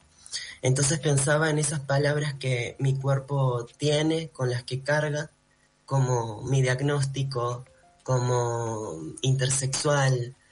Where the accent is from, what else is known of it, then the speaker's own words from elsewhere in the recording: Lima, Peru; yo vengo de una familia andina, me crié en Perú, mi familia es de Sicuani, de un pueblito del Cusco